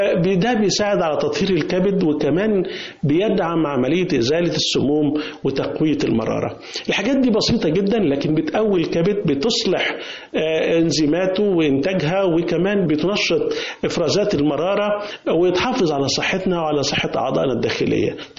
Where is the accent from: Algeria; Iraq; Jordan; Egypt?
Egypt; اكله الفول المحببه لينا كمصريين فيها اوميجا 3